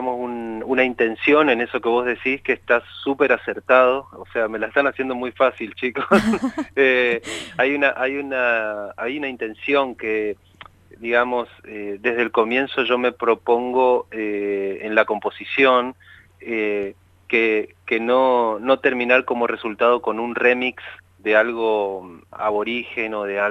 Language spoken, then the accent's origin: Spanish; Chaco, Argentina; moved away as an adult; Yo fui a estudiar música a Córdoba cuando tenía 18 años. Yo soy del Chaco.